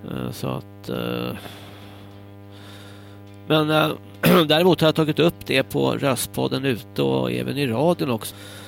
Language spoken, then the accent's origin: Swedish; Stockholm, Stockholm County, Sweden; also born or lived in Hägersten / Almunge; jag kommer från Södermalm. Jag kan inte minnas några bilbränder alls på Södermalm. Jag bodde i Hägersten, Midsommarkransen, från 83